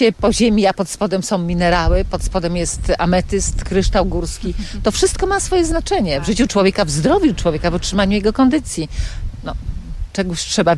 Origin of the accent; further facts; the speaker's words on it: Lower Silesian Voivodeship, Poland; ojej, to tak samo jak u nas w Karkonoszach